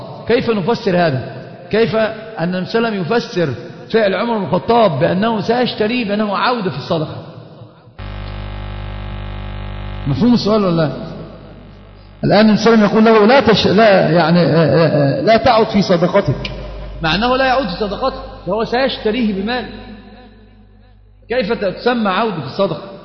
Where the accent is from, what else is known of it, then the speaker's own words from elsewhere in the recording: Egypt; طبعا هي مشهورة جدا عندنا في مصر في العامة